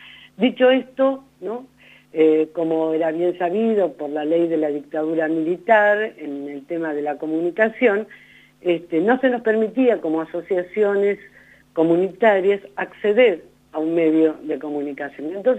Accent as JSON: {"language": "Spanish", "region": "Buenos Aires Province", "country": "Argentina", "said": "como somos de Buenos Aires, primer cordón del conurbano"}